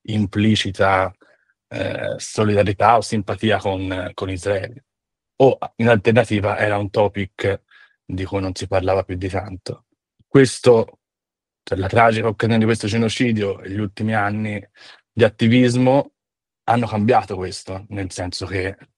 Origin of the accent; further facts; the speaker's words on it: Florence, Tuscany, Italy; also born or lived in San Francisco, United States / London, United Kingdom; sono nato e cresciuto a Firenze, di origine comunque anche di pratica ebraica. Poi, insomma, ho passato la maggior parte della mia vita stata adulta tra Italia, Stati Uniti, San Francisco principalmente, Londra